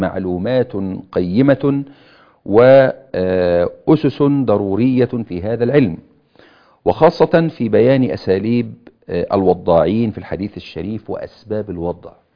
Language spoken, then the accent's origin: Arabic; Egypt; في بلادنا مصر بهذه الصورة